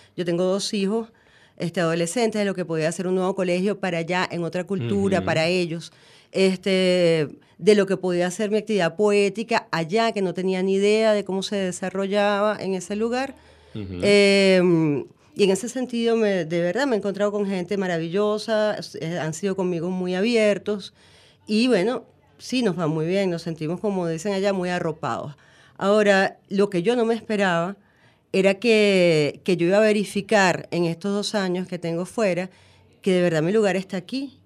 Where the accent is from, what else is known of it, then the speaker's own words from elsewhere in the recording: Venezuela; Yo soy una venezolana típica, yo no bailo.